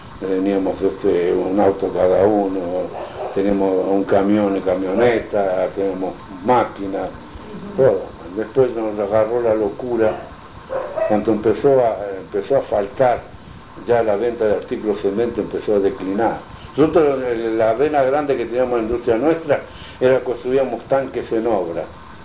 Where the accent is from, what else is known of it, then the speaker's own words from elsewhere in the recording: Italy; yo me acuerdo siempre que soy italiano